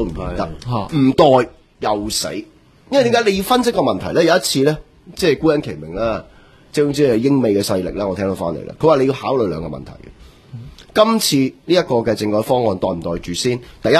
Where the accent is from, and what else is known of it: Hong Kong